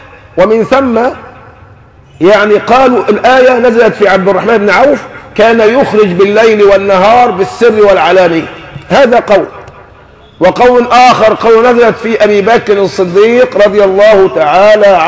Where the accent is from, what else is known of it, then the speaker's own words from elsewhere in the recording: Egypt; نحن كمصريين عورنا في عدم العمل